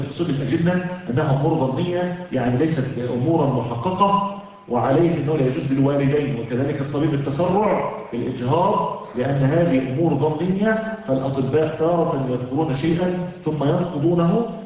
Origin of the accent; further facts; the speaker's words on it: Egypt; now in United States; وعلى فكرة احنا عندنا في مصر العسل المغشوش